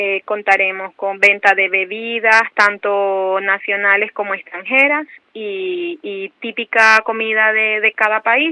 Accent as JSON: {"language": "Spanish", "country": "Ecuador", "lives_now": "Spain", "said": "nosotros que somos de Ecuador."}